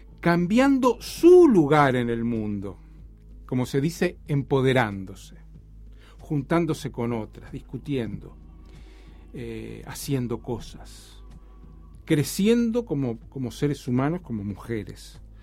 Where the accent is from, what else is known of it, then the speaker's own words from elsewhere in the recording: Uruguay; como uruguayo queda siempre un poco lejos